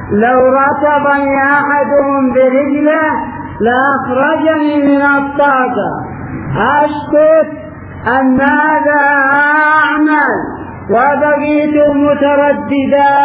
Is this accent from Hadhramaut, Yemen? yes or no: yes; Hadhramaut, Yemen; فلا نذهب بعيدا هنا عندنا في حضرموت في الغوطة